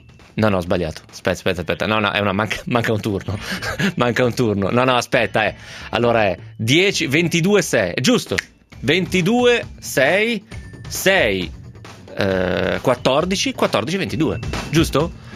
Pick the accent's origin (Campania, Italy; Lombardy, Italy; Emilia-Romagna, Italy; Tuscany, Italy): Lombardy, Italy; Lecco; Io sono di Lecco e conosco il mio dialetto